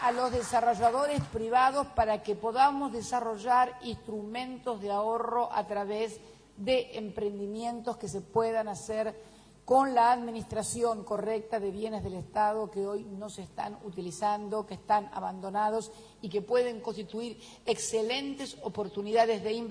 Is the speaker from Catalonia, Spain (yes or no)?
no; Galicia, Spain; yo soy gallega